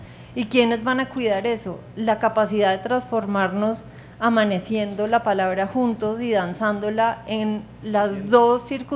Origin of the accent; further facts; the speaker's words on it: Bogotá, Colombia; en nuestro día a día como bogotanos